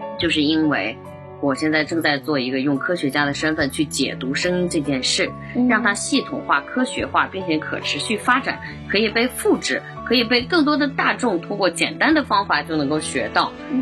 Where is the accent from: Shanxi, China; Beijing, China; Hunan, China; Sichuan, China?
Shanxi, China; Datong; born there; 因为我是出生在山西的这么大同的某一个小农村里面